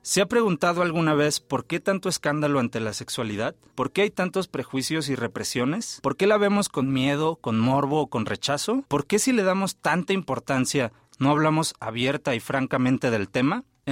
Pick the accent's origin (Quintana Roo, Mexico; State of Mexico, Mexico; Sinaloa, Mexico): Sinaloa, Mexico; Mazatlán; born there; Tengo 27 años y nací en Mazatlán, Sinaloa, por si me escuchan un poco el acento medio raro.